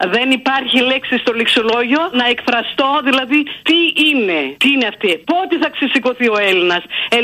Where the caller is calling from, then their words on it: Germany; Είμαι μια ακροάτρια από Γερμανία.